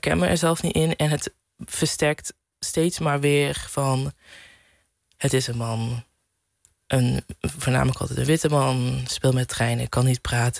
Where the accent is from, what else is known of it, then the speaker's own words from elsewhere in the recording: southern Netherlands, Netherlands; accent: soft G; Mijn zachte G is er nog een beetje.